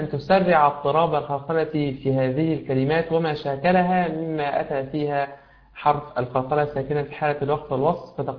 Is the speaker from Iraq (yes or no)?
no; Egypt; كما يقول بعض المشايخ عندنا في مصر ثلاث الذهب